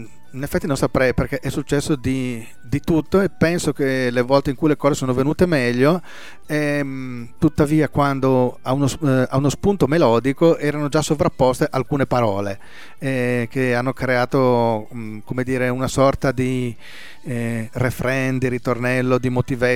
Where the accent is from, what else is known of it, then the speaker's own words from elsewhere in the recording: Brescia, Lombardy, Italy; born there; il 25 giugno nella mia città natale